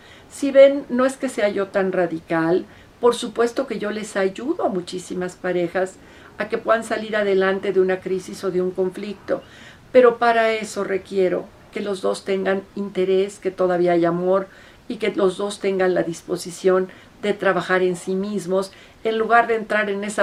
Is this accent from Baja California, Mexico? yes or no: no; Mexico City, Mexico; ya no nada más aquí en mi ciudad natal que es la Ciudad de México